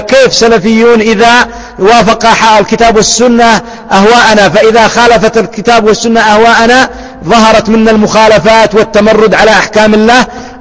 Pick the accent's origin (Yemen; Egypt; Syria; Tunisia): Yemen; الحال عندنا في اليمن بالعكس، إلا فيما ندر، أن عندنا في اليمن لو طلقت يؤمن أن تتزوج